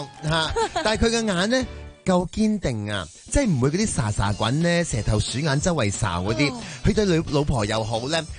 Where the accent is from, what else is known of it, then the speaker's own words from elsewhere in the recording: Hong Kong; 我都系香港嘅女儿